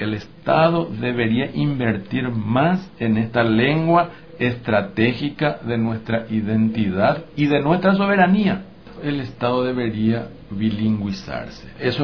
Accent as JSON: {"language": "Spanish", "country": "Paraguay", "said": "Nosotros con el guaraní no vamos a ser ricos ni petroleros, pero vamos a seguir siendo paraguayos."}